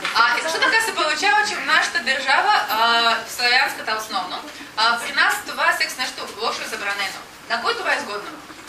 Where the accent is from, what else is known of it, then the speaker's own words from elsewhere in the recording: Russia; Bulgarian is a second language; now in Bulgaria; Независимо, че съм от Русия, аз обожавам България, вярвам в нейното бъдеще